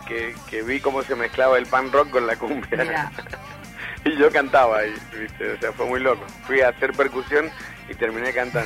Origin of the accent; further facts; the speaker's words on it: Argentina; Somos polémicos los argentinos.